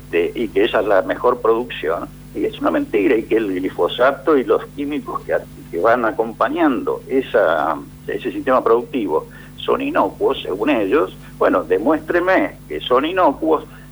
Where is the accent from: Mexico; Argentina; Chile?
Argentina; nosotros como argentinos y consumidores